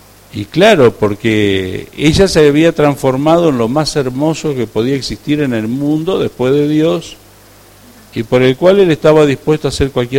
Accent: Entre Ríos, Argentina; yo soy de Entre Ríos

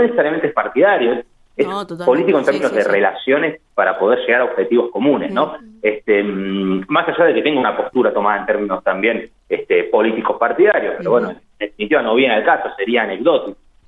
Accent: Buenos Aires, Argentina; born there; moved away; Yo soy porteño, yo digo que soy fueguino, pero soy porteño de nacimiento, pero soy fueguino en realidad, hace 4 años.

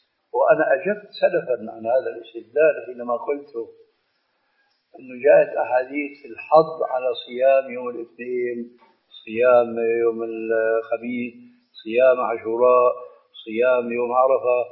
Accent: Syria; بس بدنا كما يقولون عندنا في الشام بدنا نصدق

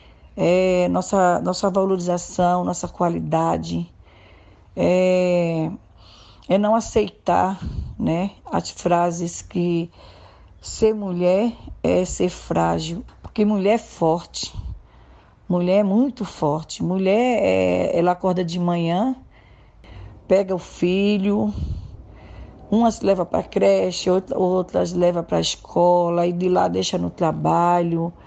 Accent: Jaboatão dos Guararapes, Pernambuco, Brazil; now in São Paulo, Brazil; tenho 51 anos, sou natural de Jaboatão dos Guararapes, é uma cidade de Recife, Pernambuco. Há 27 anos atrás, eu vim para São Paulo, aqui para uma comunidade chamada Jardim Pantanal, hoje é União de Vila Nova

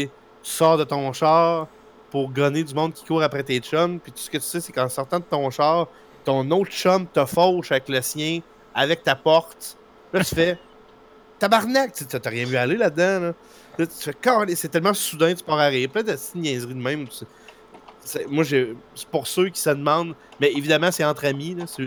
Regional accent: Saint-Pacôme, Quebec, Canada; ma gang d'amis de mon village natal, de Saint-Pacôme de Kamouraska.

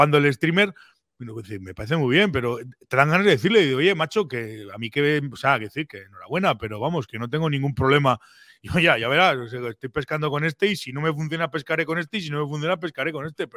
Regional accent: Pamplona, Navarre, Spain; yo, que soy un tío de Pamplona

